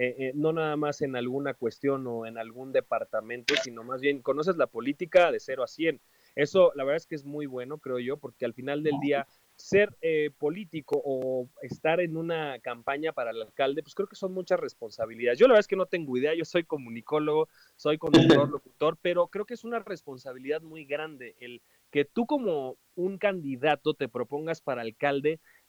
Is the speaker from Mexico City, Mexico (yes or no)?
yes; Xochimilco, Mexico City, Mexico; mis papás viven en Xochimilco. Yo, pues prácticamente toda mi infancia, parte de mi adolescencia, estuve en Xochimilco